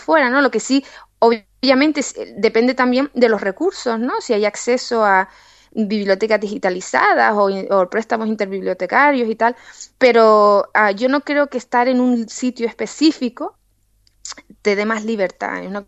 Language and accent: Spanish; Canary Islands, Spain; precisamente por la situación histórica nuestra de las islas, Canarias está repartida